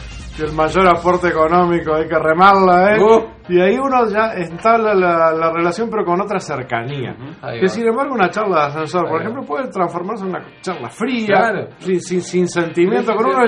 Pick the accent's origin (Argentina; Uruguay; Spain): Uruguay; la medida que nos reconozcamos como tales, como uruguayos